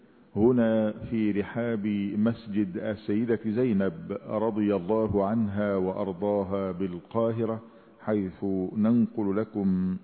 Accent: Egypt; اللهم اجعل بلادنا مصر أمنا أمانا، سلما سلاما

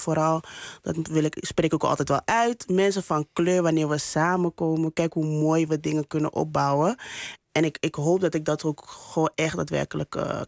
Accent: Ghana; Maar ik denk voor mij, als een Ghanese en voor mijn mede-Ghanese, als ik van zo mag spreken

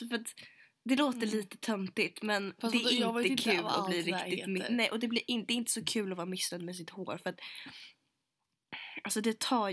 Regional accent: Sweden; now in United Kingdom; Och så fick jag rabatt. Alla som är svenskar får rabatt av henne.

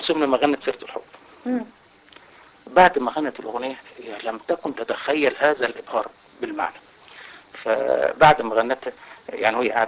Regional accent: Marsafa, Qalyubia, Egypt; بلد قريه اسمها مرصفه تتبع مركز بنها محافظه القليوبيه.

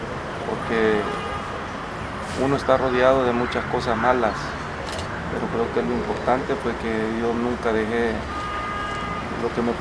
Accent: Soyapango, San Salvador, El Salvador; born there; Nací el 17 de enero de 1959. Nací en San Salvador, en la ciudad de Suyapango.

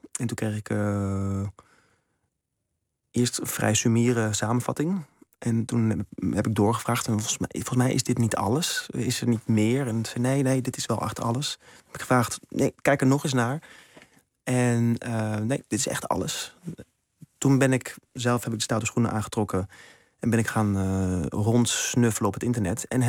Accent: Amsterdam, North Holland, Netherlands; moved away as an adult; Ik ben van Amsterdam vertrokken naar Maastricht, naar de toneelacademie.

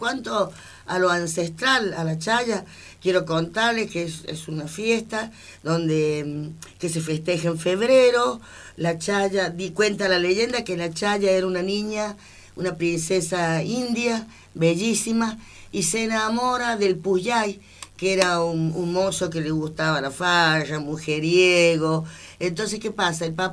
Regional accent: La Rioja, Argentina; Bueno, yo vengo desde La Rioja.

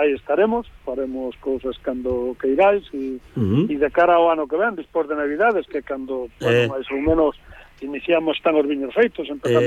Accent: Galicia, Spain; Eu son un galego orgulloso do meu povo, da miña aldea e da miña terra

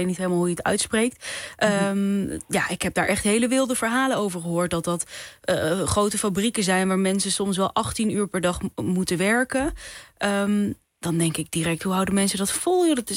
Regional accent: Netherlands; wij ook als Nederlanders kopen dat blijkbaar toch massaal in.

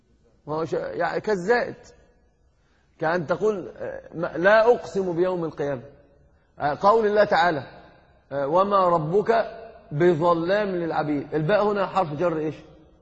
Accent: Egypt; يعني عندنا في مصر يقولون كلمة من العجب

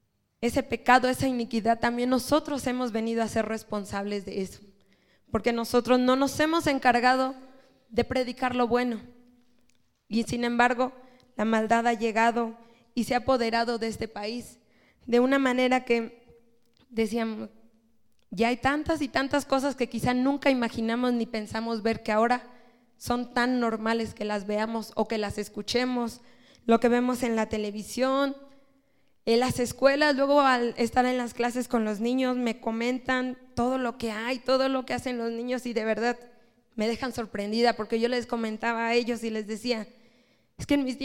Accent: Mexico; Hermano, creo que todos somos mexicanos.

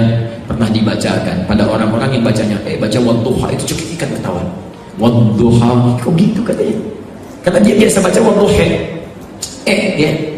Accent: Jakarta, Indonesia; Kita orang Betawi belajarnya ke situ ya.

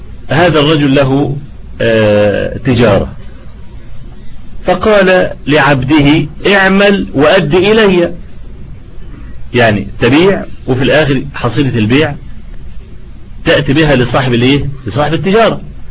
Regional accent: Egypt; أنا لما عملوا الطريق الاستراد اللي عندنا في مصر اللي هو بيطلع لحلوان

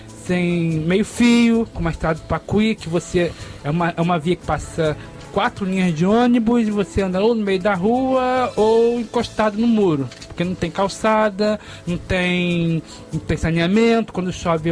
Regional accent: Vargem Grande, Rio de Janeiro, Brazil; Bem, eu sou nascido e criado em Vargem Grande, tá? Tô com 40 anos.

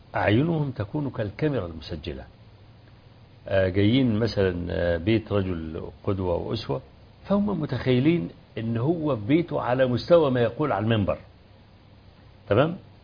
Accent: Kafr El Sheikh, Kafr El Sheikh Governorate, Egypt; أول ما جيت في بلدي كفر الشيخ

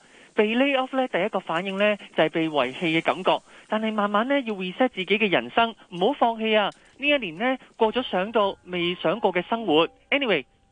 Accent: Hong Kong

